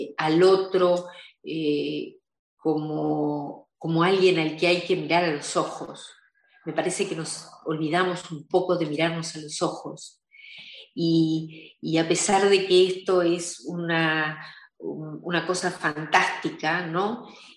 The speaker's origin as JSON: {"language": "Spanish", "country": "Argentina", "tie": "born or raised there", "moved": "yes", "said": "Nací en la Argentina. El comienzo de mi juventud fue en la Argentina."}